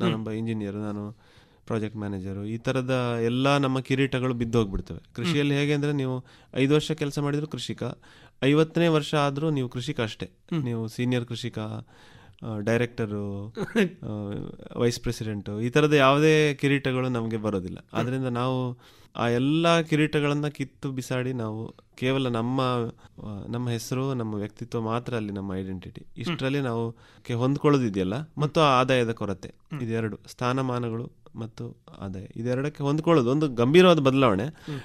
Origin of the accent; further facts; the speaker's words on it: Karnataka, India; ನಾನು ಕೃಷಿ ಭೂಮಿಯಲ್ಲೇ ಹುಟ್ಟಿ ಬೆಳೆದವನು. ನಮ್ಮ ದಕ್ಷಿಣ ಕನ್ನಡದಲ್ಲಿ ನಿಮ್ಗೆ ಗೊತ್ತಿರೋ ಹಾಗೆ ನಾವು ಕೃಷಿ ಭೂಮಿಯಲ್ಲೇ ನೆಲೆಸಿರ್ತೀವಲ್ಲ